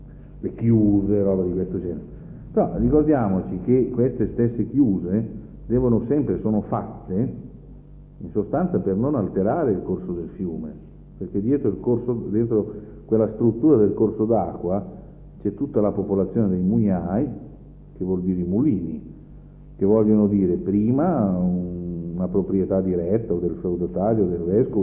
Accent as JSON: {"language": "Italian", "region": "Piedmont", "country": "Italy", "tie": "born or raised there", "said": "Il mio paese, in Piemonte"}